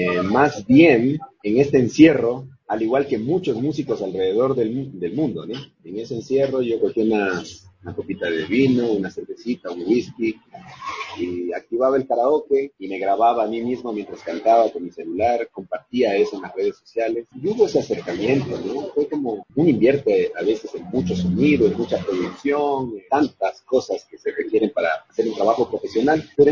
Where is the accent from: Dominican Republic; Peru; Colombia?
Peru; Yo soy comunicador social de Perú